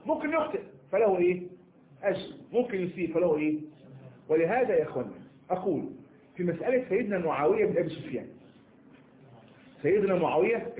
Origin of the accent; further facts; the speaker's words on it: Egypt; كما نكون إحنا مصريين